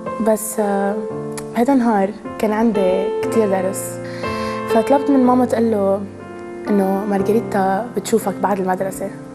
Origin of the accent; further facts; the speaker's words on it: Lebanon; أنا من لبنان عمري 23 سنة